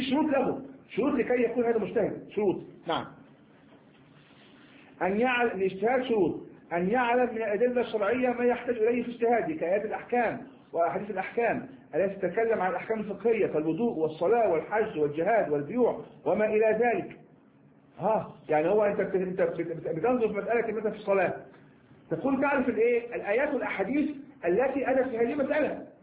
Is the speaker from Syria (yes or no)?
no; Egypt; يعني كما نقول إحنا مصريين شرب المادة هذه شرب العلم هذا